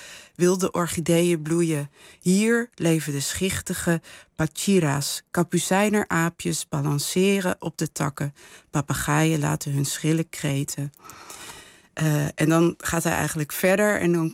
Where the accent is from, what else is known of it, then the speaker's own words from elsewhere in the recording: Netherlands; Ik ben hier geboren en getogen. Ik ben grootgebracht in Nederland. Maar wel met verhalen over Surinaamse helden